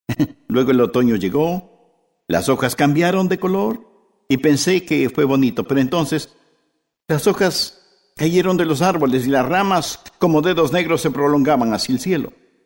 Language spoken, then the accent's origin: Spanish; West Palm Beach, Florida, United States; yo soy de la Florida. Yo nací en la Florida. Crecí en la Florida y quería, cuando muriera, morir en la Florida.